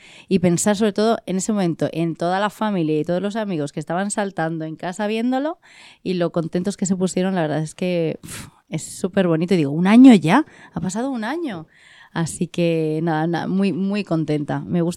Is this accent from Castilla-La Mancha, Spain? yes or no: yes; Guadalajara, Castilla-La Mancha, Spain; somos las dos de Guadalajara y nos encontramos.